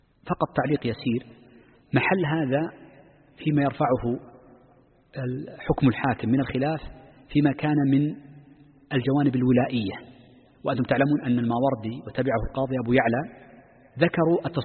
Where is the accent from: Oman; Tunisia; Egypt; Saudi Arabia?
Saudi Arabia; نحن عندنا في المملكة